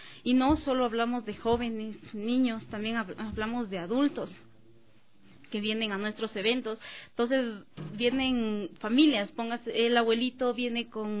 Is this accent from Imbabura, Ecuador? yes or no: no; Loja, Ecuador; yo no soy de aquí, soy de Loja.